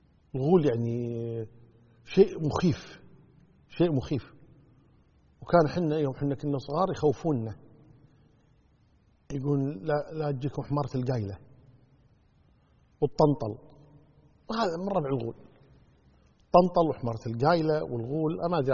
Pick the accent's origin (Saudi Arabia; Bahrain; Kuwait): Kuwait; إحنا عندنا بالكويت يقول فلان قبسة أو فلان قبس علينا